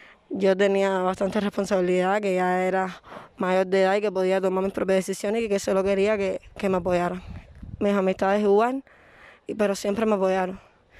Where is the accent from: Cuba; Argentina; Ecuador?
Cuba; Mariel, Artemisa; Soy de la provincia de Artemisa, municipio Mariel.